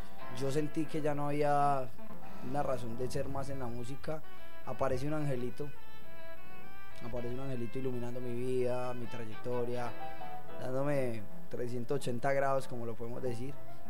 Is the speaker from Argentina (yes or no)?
no; Marinilla, Antioquia, Colombia; also born or lived in San Pedro de los Milagros; tengo mucha familia en Marinilla, Antioquia, la mayoría de mi familia vive en Marinilla, pero yo no nací en Marinilla, nací en San Pedro de los Milagros, un pueblo también lechero y montañero.